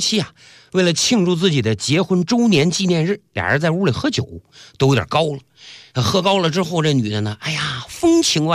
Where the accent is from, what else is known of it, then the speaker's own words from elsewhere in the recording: Northeast China, China; 你作为一个东北人，我能那么丢面吗？